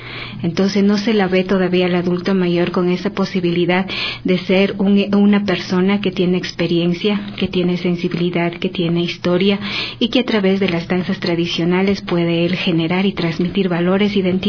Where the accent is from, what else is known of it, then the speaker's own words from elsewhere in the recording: Ecuador; como delegación ecuatoriana